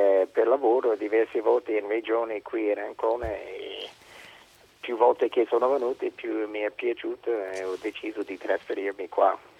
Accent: Philadelphia, Pennsylvania, United States; Italian is a second language; now in Senigallia, Italy; Di Philadelphia.

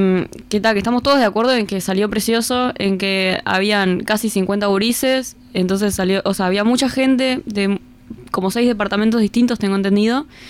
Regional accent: Montevideo, Uruguay; la mayoría somos de Montevideo

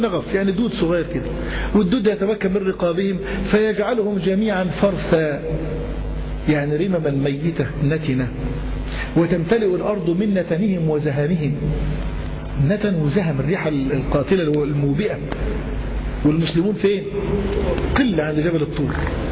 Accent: Cairo, Cairo Governorate, Egypt; باب لد حتة زي عندنا في القاهرة

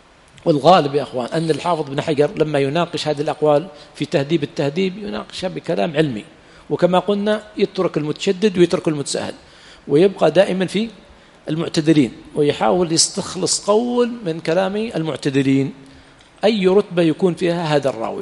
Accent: Yemen; لكن في بلادنا اليمن حمار وحشي ما استقى

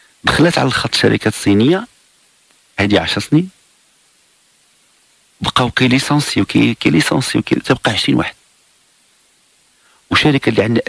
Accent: Morocco; تواكب شاب بالعقليه اللي عندنا في المغرب

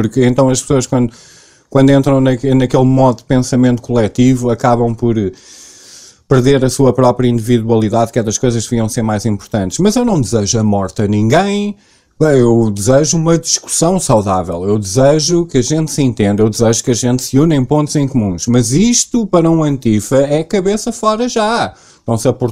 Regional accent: Portugal; Mas eu sou português, né? Eu não posso. Eu estou no meu país

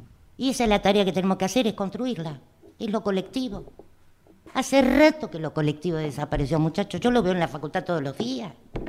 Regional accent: Argentina; Soy docente argentina.

